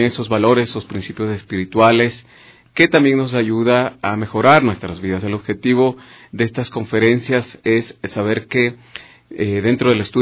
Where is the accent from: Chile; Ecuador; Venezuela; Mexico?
Ecuador; creo que como ecuatorianos, saber que tenemos estas actividades ya cerca de 22 años transmitiendo aquí estas enseñanzas